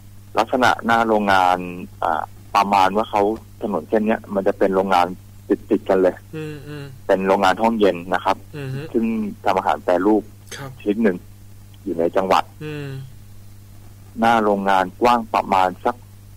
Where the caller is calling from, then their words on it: Samut Sakhon, Thailand; อยู่จังหวัดสมุทรสาครเนี่ยครับ